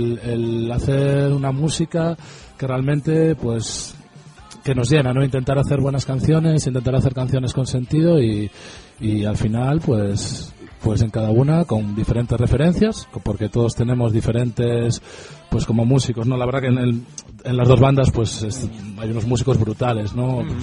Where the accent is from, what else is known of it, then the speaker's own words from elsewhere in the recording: O Porriño, Galicia, Spain; Yo soy de un pueblo cerca de Vigo que se llama Oporriño